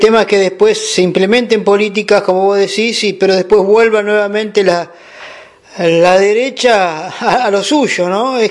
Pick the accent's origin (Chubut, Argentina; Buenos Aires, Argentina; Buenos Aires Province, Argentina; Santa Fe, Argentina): Santa Fe, Argentina; soy de Santa Fe, sur de Santa Fe.